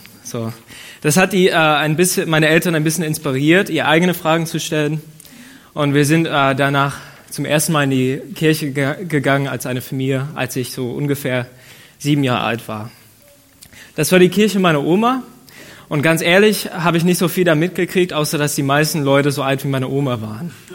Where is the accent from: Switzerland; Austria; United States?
United States; Ohio; German is a second language; now in Germany; ich komme aus den USA, aus dem Bundesstaat Ohio. Und ich bin zu einer Familie geboren worden, die nicht besonders christlich waren.